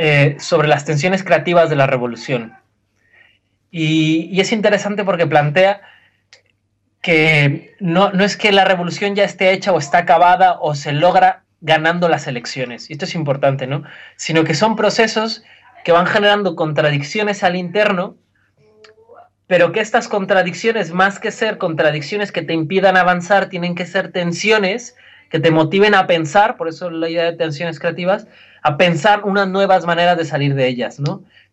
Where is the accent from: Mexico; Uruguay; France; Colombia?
Mexico; que creo que nos toca mucho a nosotros como mexicanos